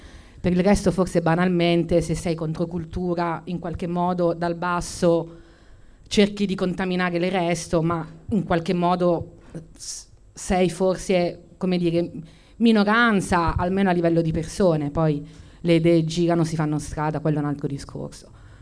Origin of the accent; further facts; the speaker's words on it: Turin, Piedmont, Italy; forse siamo un po' pancabestia in quanto torinesi.